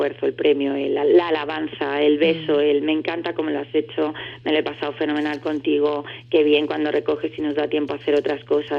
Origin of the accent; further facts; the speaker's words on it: Andalusia, Spain; Soy andaluza yo, sí.